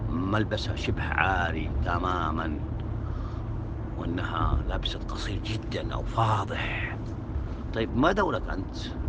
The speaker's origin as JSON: {"language": "Arabic", "town": "Mecca", "region": "Makkah Province", "country": "Saudi Arabia", "said": "فتحوا في مسجد الراجحي عندنا في مكة دورة عن باب المياه"}